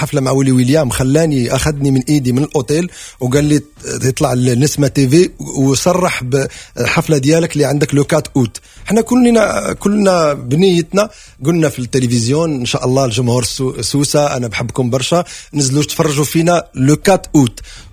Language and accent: Arabic; Morocco; احنا جايين من المغرب 10 اشخاص عاوزين نشتغل مع، يعني عاوزين نفرح شعب حبنا، فهل يعقل اني اجي من المغرب واخلي الصيف كله